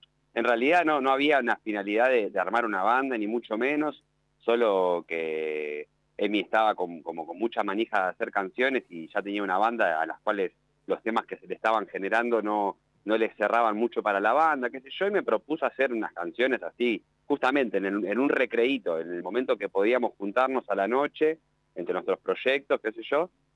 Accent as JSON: {"language": "Spanish", "town": "Berisso", "region": "Buenos Aires Province", "country": "Argentina", "said": "si bien no somos de Uruguay, toda la banda es de la ciudad de Berizo, al lado de La Plata"}